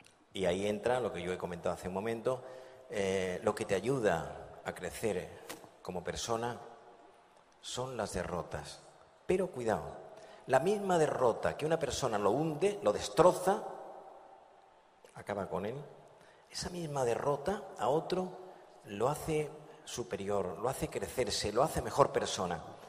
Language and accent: Spanish; Andalusia, Spain; now in Madrid, Spain; Dicen en mi tierra, yo soy andaluz, aunque vivo en Madrid, y dicen en Andalucía